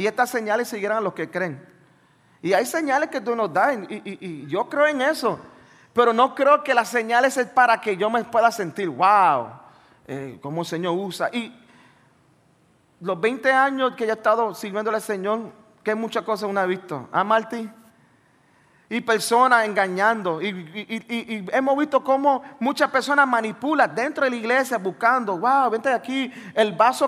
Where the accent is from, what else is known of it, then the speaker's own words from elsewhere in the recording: Brooklyn, New York, United States; Donde yo fui criado en los Estados Unidos, en Nueva York, en Brooklyn. Y cuando llego allí, los muchachos, bueno, yo tengo 44.